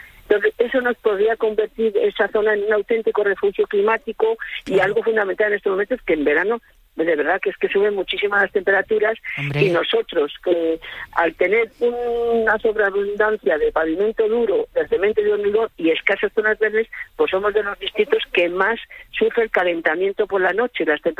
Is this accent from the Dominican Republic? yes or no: no; Madrid, Community of Madrid, Spain; pienso yo como ciudadana que soy de Madrid.